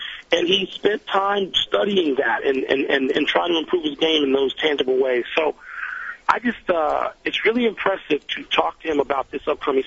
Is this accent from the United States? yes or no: yes; Chicago, Illinois, United States; I've known many, many, many, many, many years, as we grew up in Chicago together.